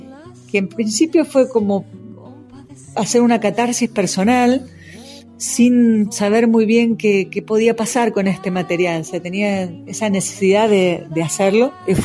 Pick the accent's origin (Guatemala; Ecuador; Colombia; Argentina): Argentina; Hurlingham, Buenos Aires Province; ahora actualmente vivo acá, pero yo soy paisana de Hurlingham, así que viví casi toda mi vida allá, estoy en Buenos Aires, y desde hace 4 añitos más o menos que estoy viviendo acá, en este hermoso lugar, en este hermoso valle